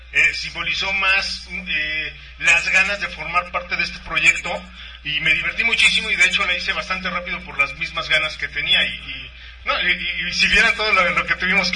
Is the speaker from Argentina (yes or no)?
no; Mexico; como mexicano, como artista mexicano